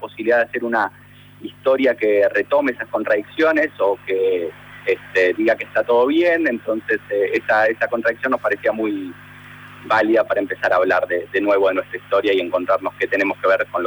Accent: Argentina; que es lo que nos da entidad a nosotros como argentinos

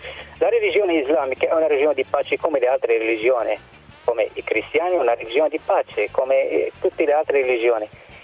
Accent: Morocco; Italian is a second language; now in Italy; Vengo dal Marocco, non ho mai visitato un paese arabo

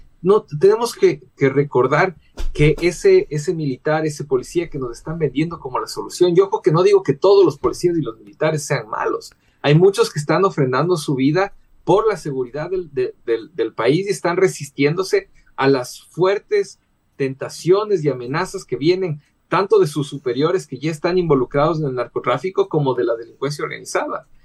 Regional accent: Ecuador; todos somos la selección, todos somos de Ecuador

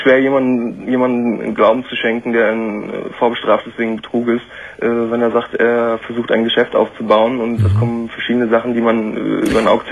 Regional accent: Rostock, Mecklenburg-Vorpommern, Germany; dann war die Wende damals zu der Zeit, ich komme aus Rostock ehemals, und das war ziemlich viel.

